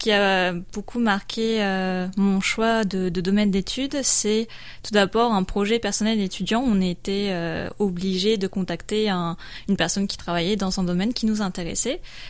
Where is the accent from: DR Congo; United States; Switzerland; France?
France; Montpellier, Occitanie; je suis de Montpellier, je suis allée à Bordeaux où j'ai fait un master